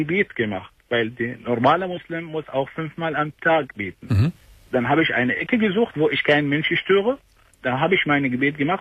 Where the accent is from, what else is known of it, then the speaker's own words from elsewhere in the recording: Iraq; German is a second language; moved away as an adult; now in Germany; Ich bin Iraker.